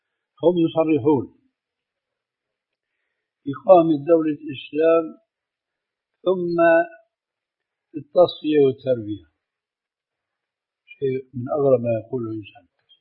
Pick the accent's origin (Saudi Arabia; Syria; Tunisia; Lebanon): Syria; كما يقولون عندنا في الشام بحط الحصيد بجد الجد